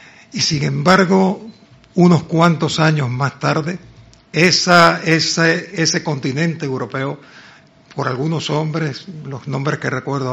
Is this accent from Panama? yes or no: yes; Panama; convocó una reunión en mi país, en Panamá, en 1826